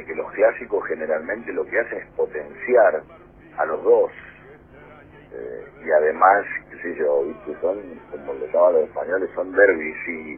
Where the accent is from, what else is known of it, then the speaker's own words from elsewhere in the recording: Bahía Blanca, Buenos Aires Province, Argentina; vos sabés que yo soy de Bahía Blanca